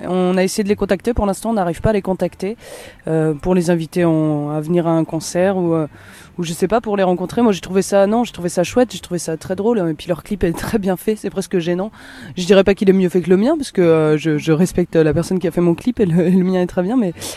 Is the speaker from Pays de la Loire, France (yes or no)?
yes; Nantes, Pays de la Loire, France; j'écris des chansons. Et je les chante, je viens de Nantes.